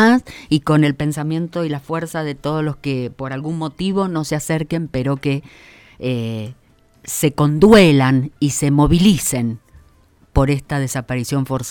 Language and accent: Spanish; Mendoza, Argentina; Porque fíjense que nosotros, como mendocinos, hablemos en general, ¿no es cierto?